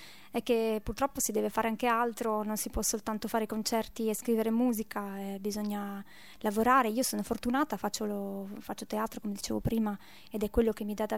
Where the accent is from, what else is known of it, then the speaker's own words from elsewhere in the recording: Friuli-Venezia Giulia, Italy; born there; io sono nata in Friuli